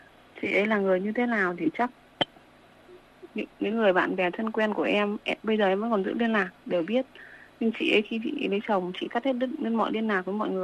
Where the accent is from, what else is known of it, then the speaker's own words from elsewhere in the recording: Thái Bình, Vietnam; Quê ở Thái Bình ạ.